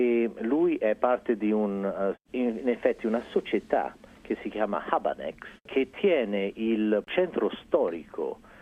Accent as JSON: {"language": "Italian", "town": "Florence", "region": "Tuscany", "country": "Italy", "tie": "born or raised there", "said": "Sì, sono cresciuto a Firenze dove mio padre è andato a vivere lì dal 58, generalmente sono chiamato un anglo-becero."}